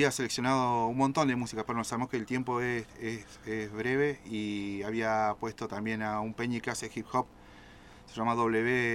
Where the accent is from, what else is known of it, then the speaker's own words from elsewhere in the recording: Comodoro Rivadavia, Chubut, Argentina; Yo soy nacido en Comodoro también, de la ciudad de los vientos.